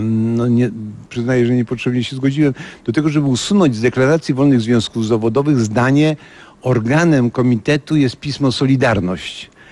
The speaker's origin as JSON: {"language": "Polish", "town": "Ostrów Mazowiecka", "region": "Masovian Voivodeship", "country": "Poland", "tie": "born there", "said": "Urodziłem się w Ostrowi Mazowieckiej 10 sierpnia 1947 roku"}